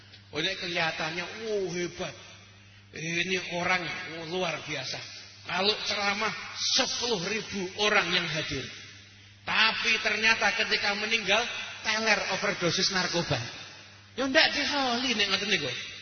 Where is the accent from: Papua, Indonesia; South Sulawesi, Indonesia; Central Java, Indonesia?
Central Java, Indonesia; Surakarta; Saya sebagai warga Solo, ya saya juga pernah hidup ada di luar kota dan juga pernah mondok di tempat di luar kota